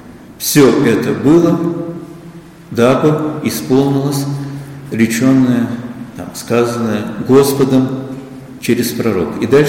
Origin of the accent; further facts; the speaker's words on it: Moscow, Russia; Но я рос в Москве, и, собственно, это было советское время.